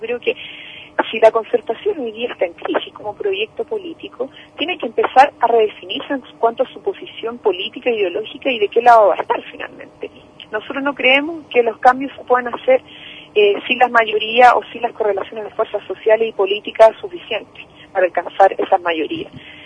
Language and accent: Spanish; Chile; nosotros nos queda como chilenos en chilena, como en nuestro largo territorio nacional